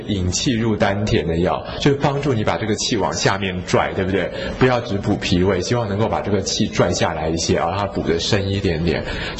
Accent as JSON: {"language": "Chinese", "region": "Guangdong", "country": "China", "said": "可是我吃我们广东人的汤"}